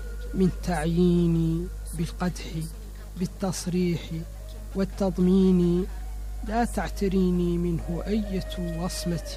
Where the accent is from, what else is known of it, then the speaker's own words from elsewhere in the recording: Mauritania; ولست جزائريا ولا سنغاليا، أنا موريتاني، أمثل نفسي وأمثل بلدي.